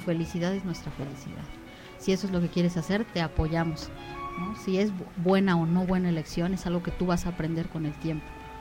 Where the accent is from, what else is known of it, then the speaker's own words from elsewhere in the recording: Morelos, Mexico; yo soy de Morelos y habemos varios de Morelos en el CCC